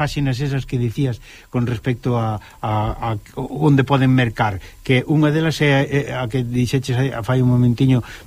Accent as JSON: {"language": "Galician", "region": "Galicia", "country": "Spain", "said": "honranos como galegos"}